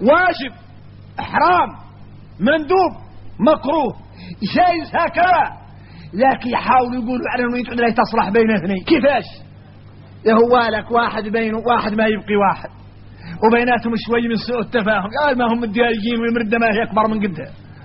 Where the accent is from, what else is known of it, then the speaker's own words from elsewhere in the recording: Mauritania; احنا راك موريتاني عندنا فهم عن مولانا خاص